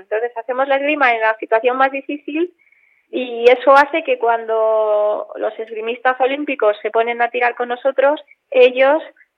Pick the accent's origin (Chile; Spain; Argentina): Spain; Barcelona, por ser las primeras, por ser en mi país